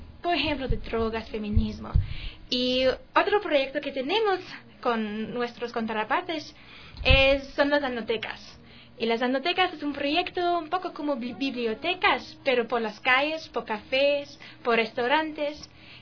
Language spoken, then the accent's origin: Spanish; Germany; Spanish is a second language; es una fundación alemana, como yo también soy alemana